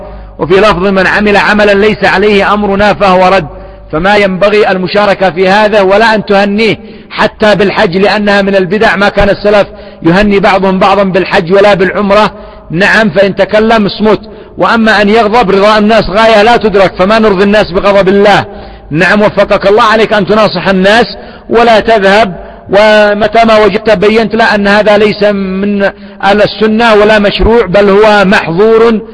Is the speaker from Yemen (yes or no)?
yes; Yemen; عندنا في اليمن يستقبلونه بالرصاص وبالألعاب النارية